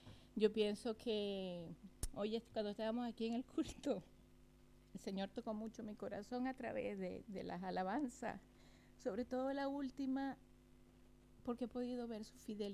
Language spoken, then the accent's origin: Spanish; Venezuela; yo soy de Venezuela